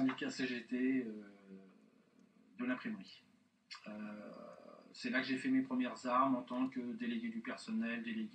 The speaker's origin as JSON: {"language": "French", "town": "Blois", "region": "Centre-Val de Loire", "country": "France", "tie": "born there", "said": "je suis né à Blois et j'ai débuté ma carrière professionnelle en Touraine, par des petits boulots au début et ensuite dans l'imprimerie. J'ai 55 ans."}